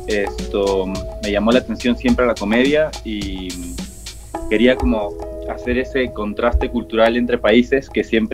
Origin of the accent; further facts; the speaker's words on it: Peru; now in Colombia; La gente me ha tratado bien. He tenido más oportunidades que en mi país.